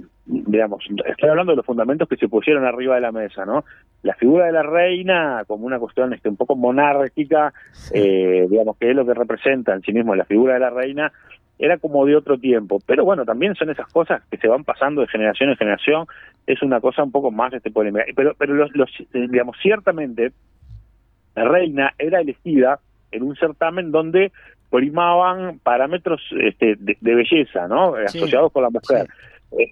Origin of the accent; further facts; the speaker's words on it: Colón, Montevideo, Uruguay; Bueno, es mi barrio, entonces acá en las, bueno, yo soy de Colón.